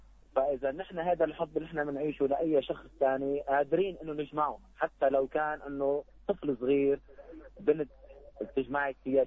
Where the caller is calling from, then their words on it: Tartus, Tartus Governorate, Syria; انا امبارح اجيت من الشام، هلا عم بسمعكم من طرطوس